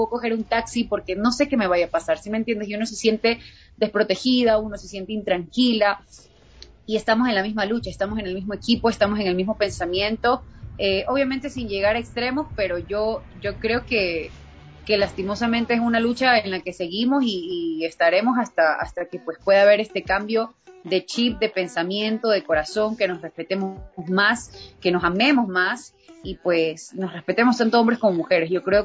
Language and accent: Spanish; Ecuador; como mujer, como artista ecuatoriana, son cosas que te tocan